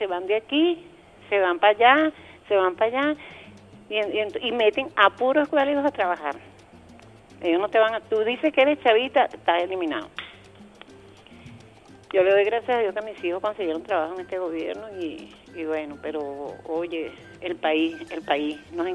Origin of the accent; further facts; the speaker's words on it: Venezuela; born there; yo nací en Venezuela